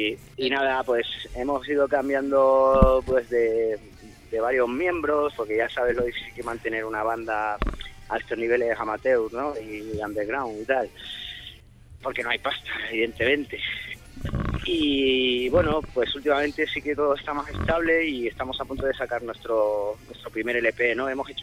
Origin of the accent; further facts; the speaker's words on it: Tenerife, Canary Islands, Spain; now in Madrid, Spain; aunque, bueno, yo soy de Tenerife